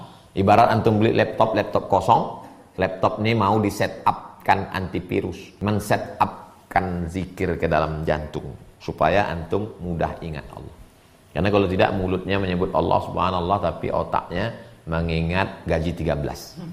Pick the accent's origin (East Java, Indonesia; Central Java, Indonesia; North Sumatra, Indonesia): North Sumatra, Indonesia; Medan; Saya orang Medan, Pak Ustaz.